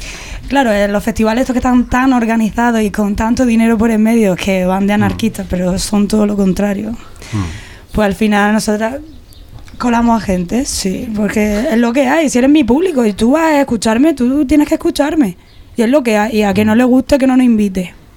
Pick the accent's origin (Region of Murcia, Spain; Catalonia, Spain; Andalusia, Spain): Region of Murcia, Spain; Murcia; Menos en mi ciudad, en ya, mi tierra, que todavía estoy esperando a que me inviten.